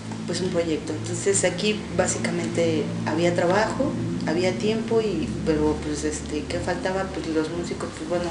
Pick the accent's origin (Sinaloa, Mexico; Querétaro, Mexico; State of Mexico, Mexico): State of Mexico, Mexico; Texcoco; Yo viví el DF, porque yo soy del Estado de México, uh-huh. de Texcoco. Viví ahí 10 años